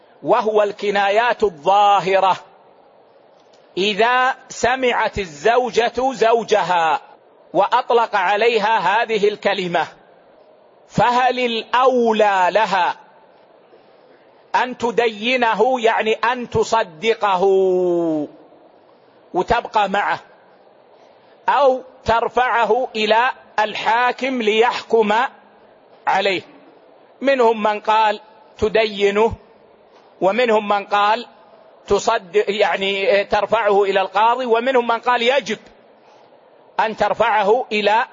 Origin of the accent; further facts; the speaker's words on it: Hejaz, Saudi Arabia; يعني مثلا العيش عندنا في الحجاز هو الخبز